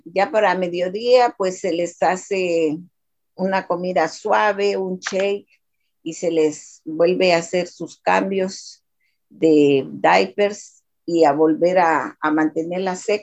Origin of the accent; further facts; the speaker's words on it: Honduras; Yo soy originaria de Honduras.